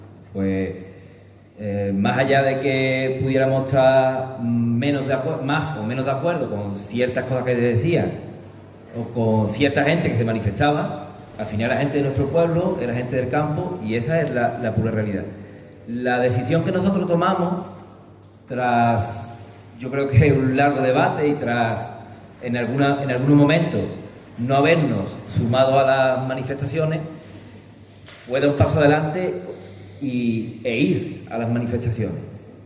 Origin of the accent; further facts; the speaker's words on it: Cuevas del Becerro, Andalusia, Spain; vengo de Cuevas del Becerro, que es un pueblo que está en Málaga, cerca de la serranía de Ronda